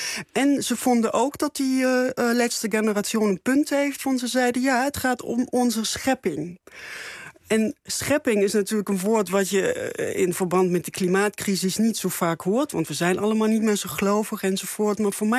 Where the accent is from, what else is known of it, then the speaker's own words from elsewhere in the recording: Erfurt, Thuringia, Germany; Dutch is a second language; In Erfurt, dat is de stad in Thüringen waar ik ben opgegroeid. Een hele mooie stad in het oosten van Duitsland.